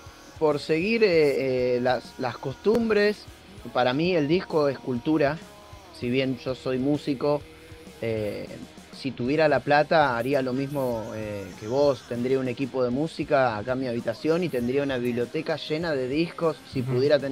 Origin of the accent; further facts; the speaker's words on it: Bernal, Buenos Aires Province, Argentina; Somos Gaby y yo somos de Bernal